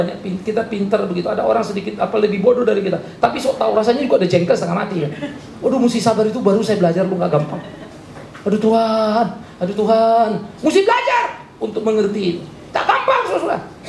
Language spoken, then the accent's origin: Indonesian; Pematangsiantar, North Sumatra, Indonesia; Saya orang Siantar, saudara.